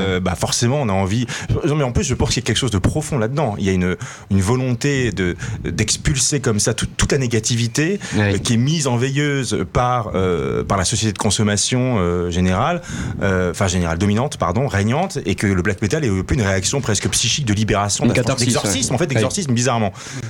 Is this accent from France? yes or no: yes; France; comme on n'était pas scandinave, on trouvait un peu ridicule en tant que français